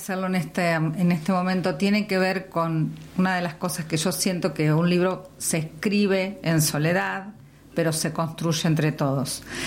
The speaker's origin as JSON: {"language": "Spanish", "region": "Santa Fe", "country": "Argentina", "tie": "born or raised there", "said": "vengo de Santa Fe, nací en Rosario, viví 3 días en Rosario."}